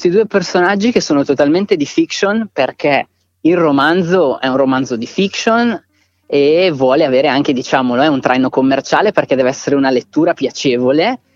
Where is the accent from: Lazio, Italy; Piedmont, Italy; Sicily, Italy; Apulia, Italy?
Piedmont, Italy; la Val d'Ossola, che è la mia terra d'origine.